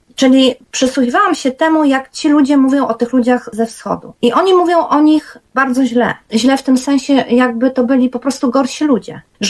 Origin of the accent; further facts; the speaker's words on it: Berlin, Germany; ja, która się przecież w Berlinie Zachodnim nie urodziła, ale jednak jako nastolatka w nim rosłam, dojrzewałam i obserwowałam, jak to się zmienia, jeszcze przed upadkiem muru